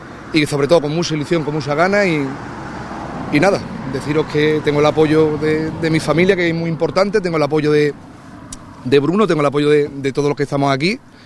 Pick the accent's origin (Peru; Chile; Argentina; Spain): Spain; Ubrique, Andalusia; se me apareció la posibilidad de ser candidato de mi pueblo, de Ubrique